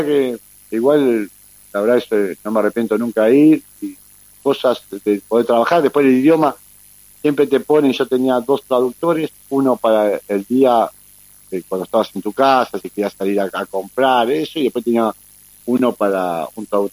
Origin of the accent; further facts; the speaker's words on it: Avellaneda, Buenos Aires Province, Argentina; born there; nací en Avellaneda, iba caminando en vez de tomar un colectivo